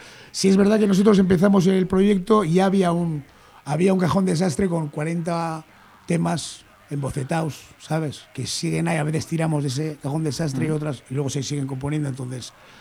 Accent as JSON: {"language": "Spanish", "town": "Bilbao", "region": "Basque Country", "country": "Spain", "said": "nosotros somos de Bilbo y pues, los que tienen nuestra edad siendo de Bilbo han tenido que currárselo mucho."}